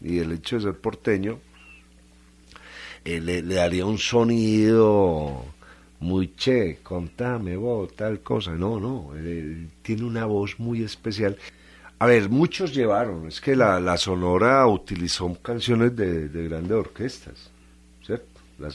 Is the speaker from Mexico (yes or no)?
no; Barranquilla, Atlántico, Colombia; Yo no soy aquí, yo soy muy barranquillero, ¿cierto?